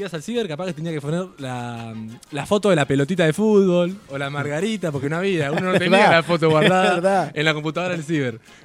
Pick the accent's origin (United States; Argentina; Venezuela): Argentina; Gualeguaychú, Entre Ríos; Yo soy de Gualeguaychú, Entre Ríos, allá cerquita del Uruguay.